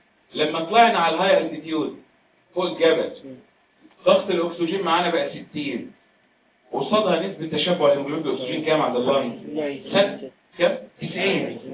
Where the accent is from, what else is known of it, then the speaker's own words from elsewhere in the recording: Egypt; انت عارف بلادنا مصر لا هي مرتفعات ولا منخفضات. احنا بلدنا على مستوى سطح البحر.